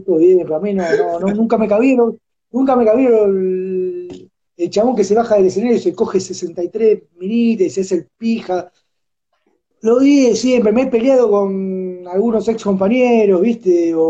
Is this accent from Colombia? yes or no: no; Argentina; yo no pienso así, pero como soy argentino, entonces me tengo que meter ahí.